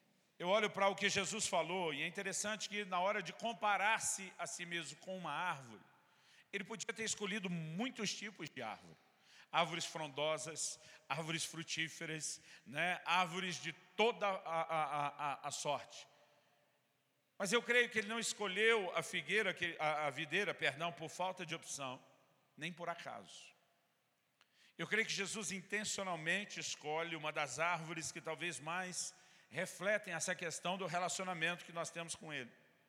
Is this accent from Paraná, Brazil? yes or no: no; São Paulo, Brazil; para nós, no interior de São Paulo, onde me criei, a gente chamava só de um pé de uva. Porque paulista